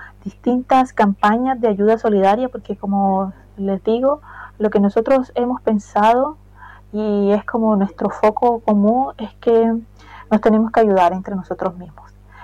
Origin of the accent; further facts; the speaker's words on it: Colombia; porque yo soy colombiano.